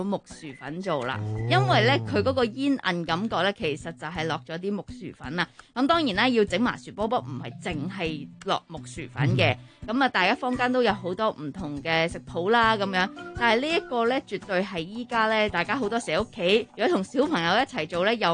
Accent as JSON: {"language": "Cantonese", "region": "New Territories", "country": "Hong Kong", "said": "我哋新界人有嗰啲叫打醮，會食炸油糍、炸番薯"}